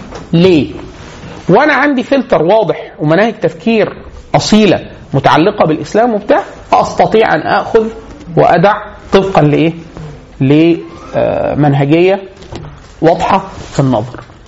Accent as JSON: {"language": "Arabic", "country": "Egypt", "said": "وان كان مش مشهور عندنا في مصر او في المشرق عموما"}